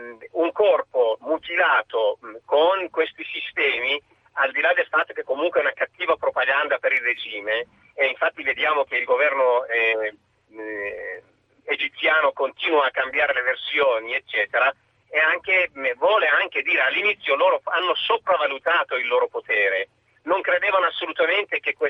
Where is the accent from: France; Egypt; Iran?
Iran; Italian is a second language; Io sono iraniano. Sono un esule iraniano, sì.